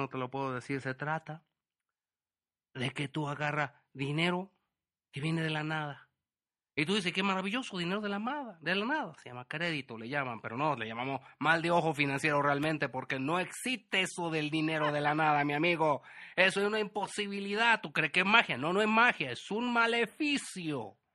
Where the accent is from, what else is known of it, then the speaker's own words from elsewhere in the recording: Wisconsin, United States; accent: Chilango; Spanish is a second language; que no te confunda mi acento, que tú crees que yo soy de aquí, pero no, yo no soy chilango, a pesar de que suena con acento chilango, ya sé que la gente se confunde, yo soy de Wisconsin.